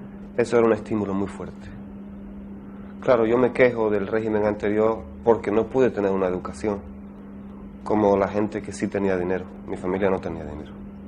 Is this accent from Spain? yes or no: yes; Andalusia, Spain; Porque el flamenco siempre estuvo marginado en mi tierra. Porque era una música de gitanos, música de andaluces